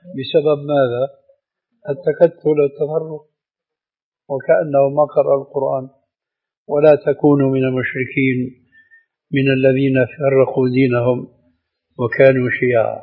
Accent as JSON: {"language": "Arabic", "country": "Syria", "said": "لكن لما كما يقولون عندنا في الشام بحط الحطيط بجد الجد"}